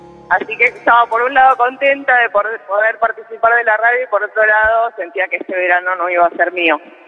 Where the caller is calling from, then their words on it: Buenos Aires, Argentina; Estoy en el punto tripartito Almagro Villacrespo Caballito.